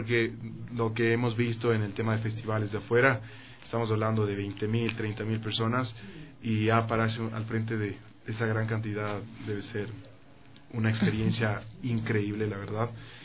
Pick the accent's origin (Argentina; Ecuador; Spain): Ecuador; Hay mucha gente que no sabe que soy ecuatoriano, pero estoy en la lucha de hacerme conocer en el tema de que realmente es música producida en Ecuador.